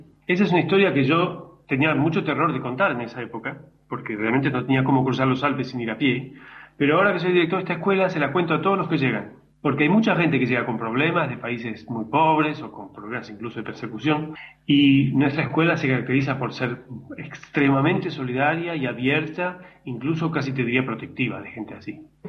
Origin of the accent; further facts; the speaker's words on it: Buenos Aires, Argentina; born there; moved away; argentino, nacido en Buenos Aires, de familia emigrada europea. Mi padre salió de Berlín, de la Berlín nazi, mi madre de Viena, de familia de abogados y arquitectos y artistas. Y bueno, yo mismo también tuve que dejar la Argentina en el 77